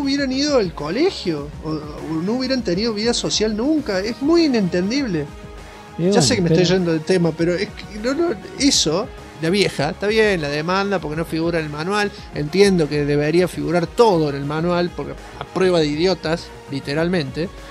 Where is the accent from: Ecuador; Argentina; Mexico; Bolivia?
Argentina; Yo soy Argentina, me ha vuelto así, ¿eh? Yo no era así cuando era joven.